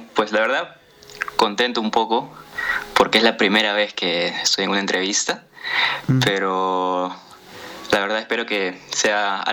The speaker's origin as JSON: {"language": "Spanish", "region": "Ica", "country": "Peru", "said": "como ya lo mencionaste, soy de Perú, exactamente vivo en Ica, que es un departamento que está a 4 horas de la capital, que es Lima."}